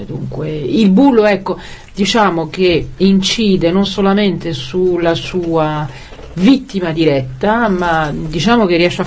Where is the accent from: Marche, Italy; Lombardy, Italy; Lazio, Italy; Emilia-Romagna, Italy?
Lazio, Italy; Rome; dunque io da romana parteggio perché venite.